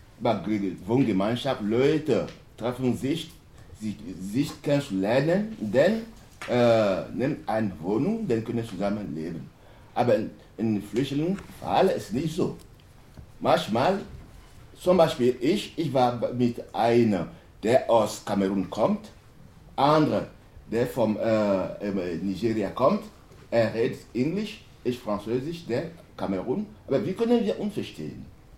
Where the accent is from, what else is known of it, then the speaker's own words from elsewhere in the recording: Togo; German is a second language; now in Germany; Ich komme aus Togo. Und ich bin hier in Deutschland 1997 gekommen.